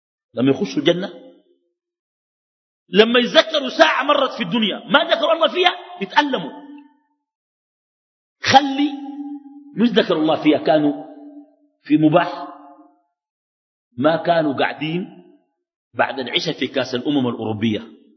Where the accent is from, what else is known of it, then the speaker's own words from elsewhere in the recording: Khartoum, Sudan; also born or lived in Halfa; وانا قمت تحولت من الخرطوم مشيت حلفه وانا في اولى متوسطه